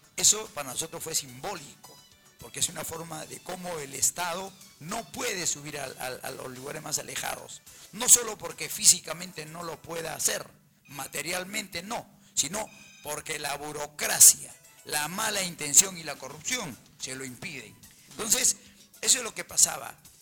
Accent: Puno, Peru; born there; soy chalaco por derecho de matrimonio, pero he nacido en Puno.

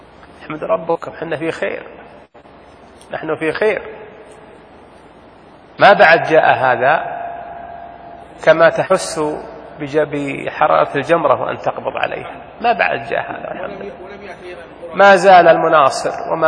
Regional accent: Saudi Arabia; لأن الدين ما هو بدين أهلنا، وله ديننا حنا يا سعوديين

